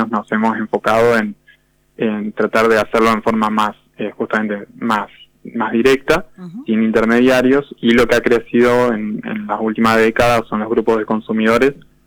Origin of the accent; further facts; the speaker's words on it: Argentina; como buenos argentinos que somos, ¿no?